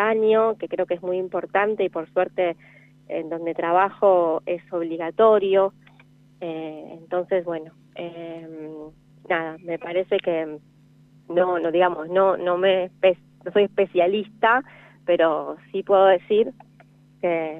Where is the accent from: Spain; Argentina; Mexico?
Argentina; como argentinos a veces tenemos otras experiencias